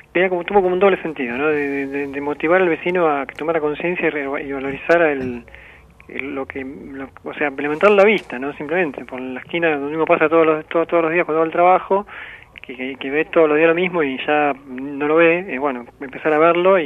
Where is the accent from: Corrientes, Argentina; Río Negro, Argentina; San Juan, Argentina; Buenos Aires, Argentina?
Buenos Aires, Argentina; born there; yo nací en Barracas. Mi familia es de Barracas fines de 1800.